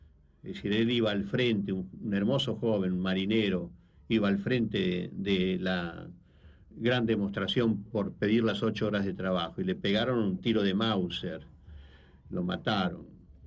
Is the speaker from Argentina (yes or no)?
yes; Argentina; eso es lo que a uno lo deprime como argentino, ¿no?